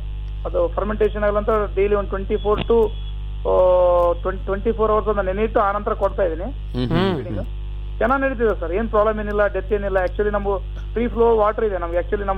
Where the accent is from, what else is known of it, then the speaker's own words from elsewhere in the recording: Vadavatti, Karnataka, India; Sir ನಮ್ದು ವಡವಟ್ಟಿ ಅಂತ sir, Siruvara ಅಂತ ಒಂದು ತಾಲೂಕ್ ಇದೆ ಸರ್.